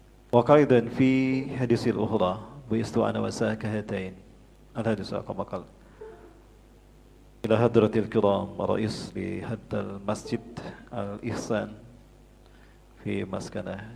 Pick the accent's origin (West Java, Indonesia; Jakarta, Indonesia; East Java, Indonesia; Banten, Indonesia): West Java, Indonesia; Bandung; saya dari Bandung, Bapak Ibu asli dari Bandung, turunan Sunda Padang. Ibu saya orang Sunda, Bandung asli, dan ayah saya ada darah Padang. Kakek saya dari Sungai Puar